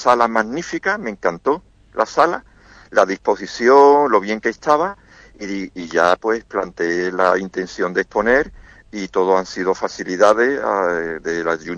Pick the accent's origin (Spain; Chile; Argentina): Spain; Jerez, Andalusia; born there; now in Seville, Spain; yo nací en Jerez, vivo en Sevilla.